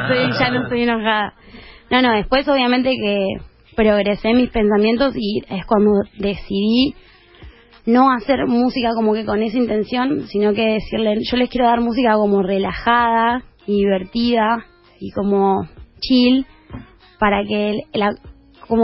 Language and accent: Spanish; Jujuy, Argentina; Y soy de Jujuy.